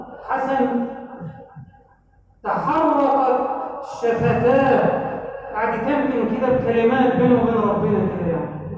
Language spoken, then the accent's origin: Arabic; Egypt